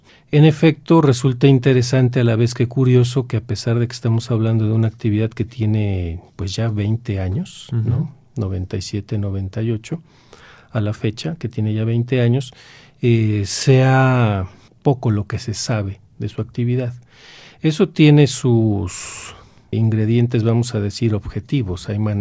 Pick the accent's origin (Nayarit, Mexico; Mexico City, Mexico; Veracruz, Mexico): Veracruz, Mexico; now in Monterrey, Mexico; la Sierra Central del estado de Veracruz, de donde yo soy originario, y ahí en la sierra lo que tenemos es población de habla náhuatl.